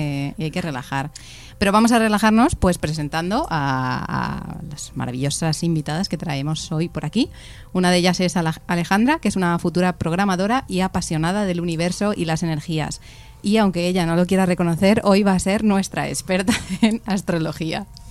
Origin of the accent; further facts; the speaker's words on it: Spain; como buenas españolas, pues nos gusta hablar de lo que no sabemos.